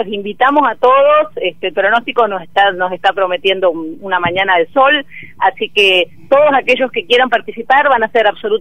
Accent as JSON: {"language": "Spanish", "region": "Buenos Aires", "country": "Argentina", "lives_now": "Tandil, Argentina", "said": "yo no soy de Tandil, en realidad soy de Buenos Aires. Me casé con un tandilense que me trajo para estos pagos, pero ya hace 20 años que estoy."}